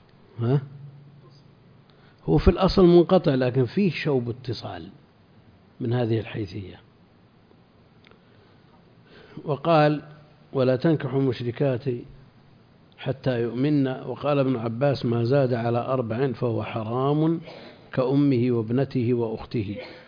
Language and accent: Arabic; Al-Qassim, Saudi Arabia; لا عندنا في القصيم كثير